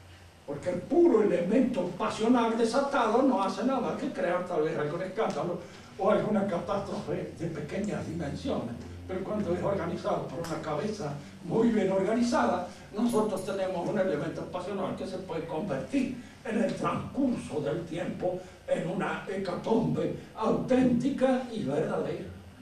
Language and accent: Spanish; Mendoza, Argentina; nosotros somos argentinos, mendocinos, de este siglo, de esta época.